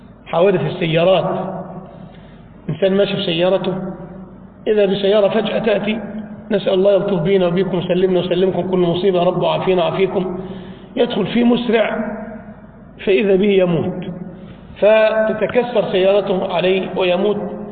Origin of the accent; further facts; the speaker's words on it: Egypt; انطلق إلى عندنا في بلادنا مصر إلى اسكندرية